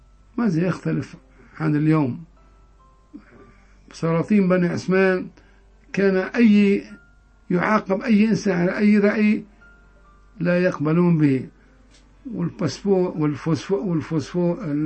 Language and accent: Arabic; Hama, Hama Governorate, Syria; accent: Hama; والدلعونة الحموية هي لهجتنا كما لهجة الساحل